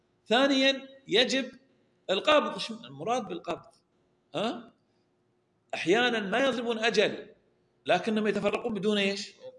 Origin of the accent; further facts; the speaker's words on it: Al-Ahsa, Eastern Province, Saudi Arabia; التمر الخلاص وتمر الشيش عندنا في الأحساء